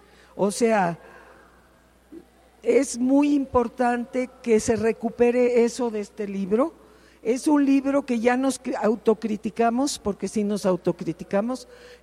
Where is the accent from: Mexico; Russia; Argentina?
Mexico; Bueno, primero que nada somos todas mexicanas.